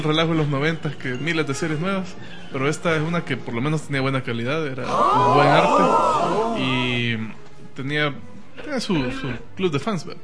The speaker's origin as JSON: {"language": "Spanish", "country": "Mexico", "said": "Bueno, aquí resolviendo sus dudas, soy de México."}